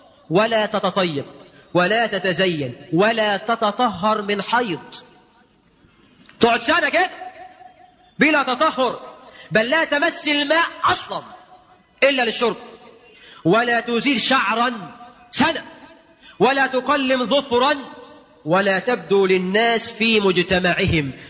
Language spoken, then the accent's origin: Arabic; Egypt; اجعل بلدنا مصر آمنا مطمئنا وكل بلاد